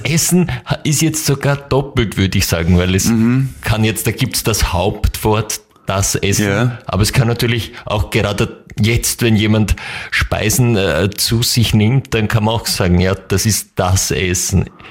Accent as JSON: {"language": "German", "region": "Upper Austria", "country": "Austria", "said": "aber zu Hause muss ich zugeben, ich komme ja aus Oberösterreich, das hört man jetzt vielleicht nicht mehr so ganz raus."}